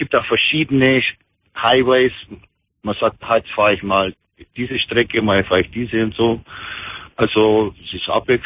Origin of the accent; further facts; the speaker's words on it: Bavaria, Germany; moved away as an adult; now in United States; Ich bin Bayer, so ein Unterschied.